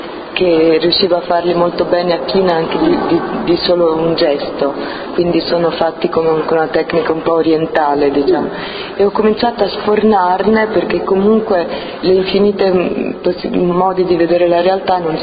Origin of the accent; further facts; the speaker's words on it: Rome, Lazio, Italy; born there; io sono nata a Roma e mio padre è americano di origine scozzese e irlandese